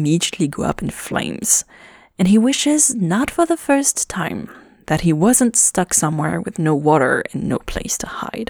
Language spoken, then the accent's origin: English; Toronto, Ontario, Canada; I know we're from Toronto, but it happens.